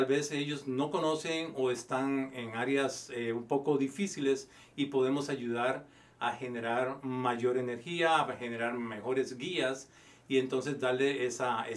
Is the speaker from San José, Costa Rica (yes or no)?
yes; San José, Costa Rica; now in United States; Yo soy de San José, Costa Rica, soy un tico.